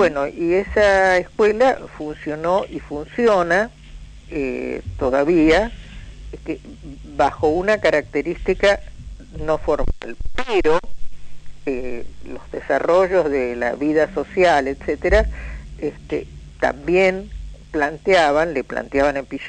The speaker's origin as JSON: {"language": "Spanish", "country": "Argentina", "said": "Cuando decimos los argentinos no somos los porteños, solamente"}